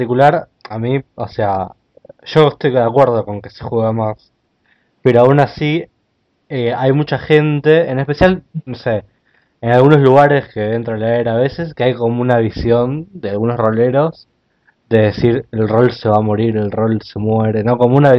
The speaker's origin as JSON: {"language": "Spanish", "region": "Buenos Aires", "country": "Argentina", "said": "yo también, yo soy de acá, soy de Capital también"}